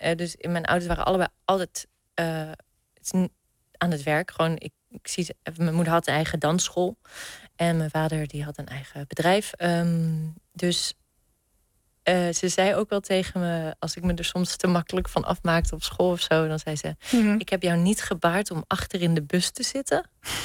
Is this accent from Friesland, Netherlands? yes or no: no; Nieuwendijk, South Holland, Netherlands; Ik ben opgegroeid in de Hoekse Waard, een heel klein dorpje Nieuwendijk.